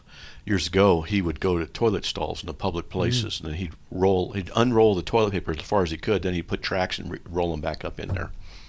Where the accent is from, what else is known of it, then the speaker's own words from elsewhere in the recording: California, United States; I'm from Southern California. Learn how to drive.